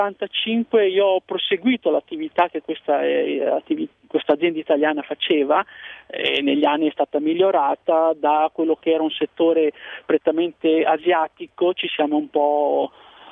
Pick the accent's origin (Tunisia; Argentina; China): China; Zhejiang; now in Italy; io provengo dalla regione dello Zhejiang.